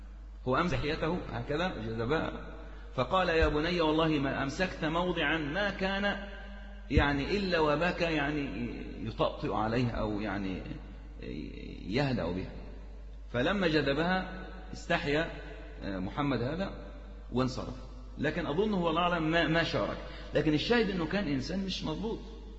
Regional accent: Egypt; برضو عندنا في مصر الوقف كان كثير جدا

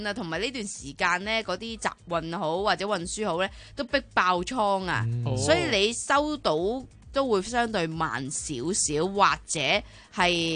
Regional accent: Hong Kong; 我相信很多我们香港人都有的啦，即是购物嘛。

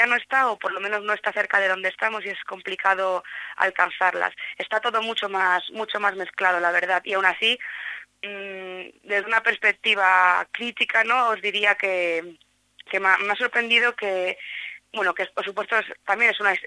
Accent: Madrid, Community of Madrid, Spain; Yo soy de Madrid y demás

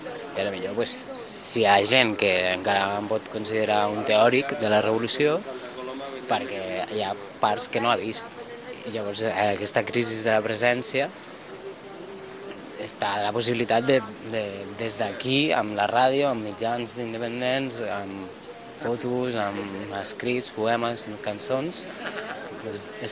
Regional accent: Balearic Islands, Spain; I clar, jo vinc de Mallorca

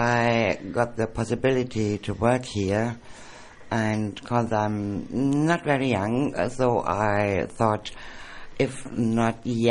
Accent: Baden-Württemberg, Germany; English is a second language; I'm coming from Germany. I'm a physiotherapist with over 30 years of experience, because I had my own clinic in Germany for 30 years.

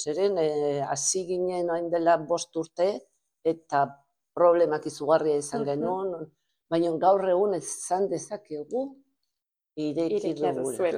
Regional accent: Portbou, Catalonia, Spain; now in Barcelona, Spain; hazi ginen Portbouten, eta bueno, a ber, noiz arte. Gaude orain Bartzelona aldea.

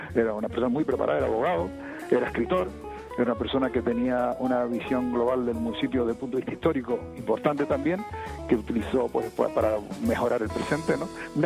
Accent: El Escobonal, Canary Islands, Spain; el pueblo del Escobonal, del que yo soy, donde yo nací, ¿no?

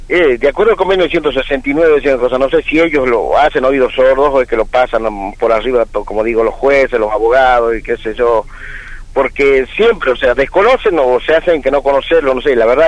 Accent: Tucumán, Argentina; nosotros nos vinimos muy contentos de Tucumán, o sea, todos los hermanos

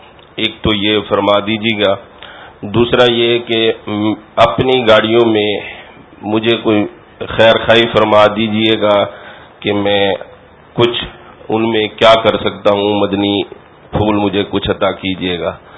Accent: Dera Ghazi Khan, Punjab, Pakistan; میں پنجاب سے آیا ہوں, ڈیرہ غازی خان شہر سے … میں ٹرانسپورٹر ہوں.

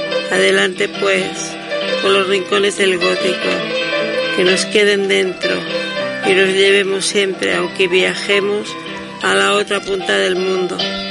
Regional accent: Barcelona, Catalonia, Spain; born there; Yo nací en Barcelona y me siento bien aquí.

